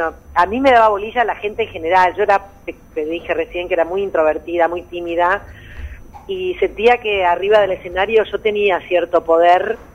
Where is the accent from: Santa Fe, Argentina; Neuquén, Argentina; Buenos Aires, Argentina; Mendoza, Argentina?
Buenos Aires, Argentina; soy porteña, nací en Buenos Aires, en la capital